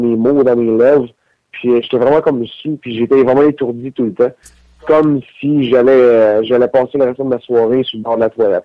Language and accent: French; Victoriaville, Quebec, Canada; Je pourrais dire non parce que je viens de Victoriaville